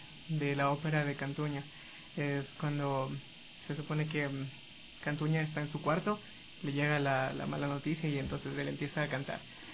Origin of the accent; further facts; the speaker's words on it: Manglaralto, Santa Elena, Ecuador; De Manglar Alto, de la provincia de Santa Elena.